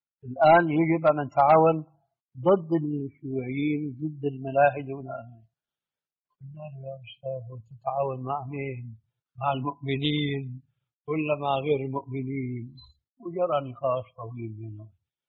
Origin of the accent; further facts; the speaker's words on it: Syria; ساكن هناك في الجبل في جبل قاسمون عندنا في سوريا